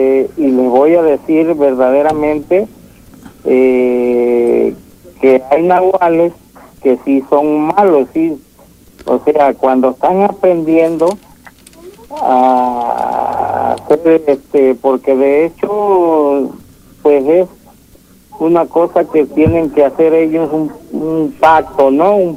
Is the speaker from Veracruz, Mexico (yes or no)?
yes; Catemaco, Veracruz, Mexico; De Catemaco, Veracruz, México.